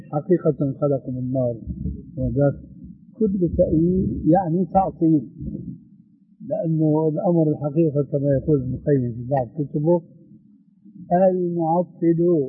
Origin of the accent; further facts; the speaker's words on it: Damascus, Damascus Governorate, Syria; راحت أيام وإجت أيام كما يقولون عندنا في الشام